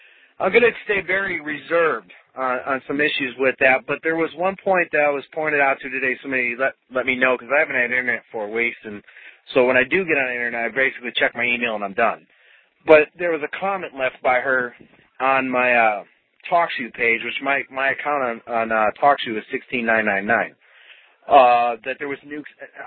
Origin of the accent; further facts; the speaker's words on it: Wisconsin, United States; You know, I grew up in Packerland. You know how hardcore Packer fans are, the cheeseheads. And I grew up in Wisconsin